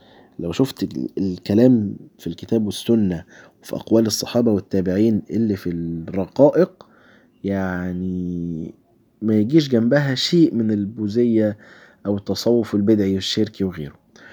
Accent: Egypt; عندنا في مصر

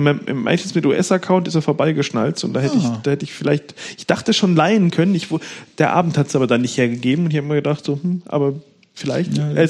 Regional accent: Bavaria, Germany; wie er so schön heißt bei uns in Bayern

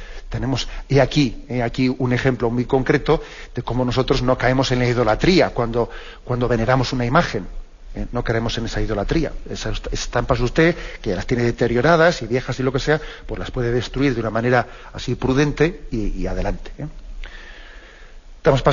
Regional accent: Basque Country, Spain; Yo que soy vasco, pues también sé que existe una traducción de que es aitá, aitacho.

